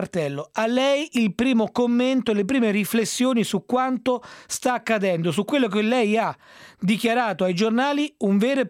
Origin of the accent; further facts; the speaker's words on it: Rome, Lazio, Italy; Io sono romano, anche se purtroppo da molti anni ormai non risiedo più a Roma per lavoro